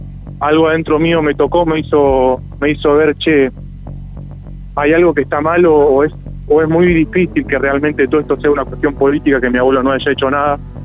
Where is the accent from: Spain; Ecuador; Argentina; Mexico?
Argentina; Santa Rosa, La Pampa; Yo soy de Santa Rosa, de La Pampa, entonces venía a Buenos Aires a verlo.